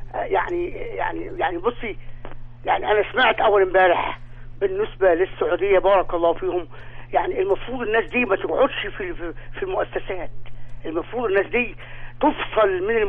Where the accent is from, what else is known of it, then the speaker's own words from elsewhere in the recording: Ismailia, Ismailia Governorate, Egypt; من الاسماعيليه.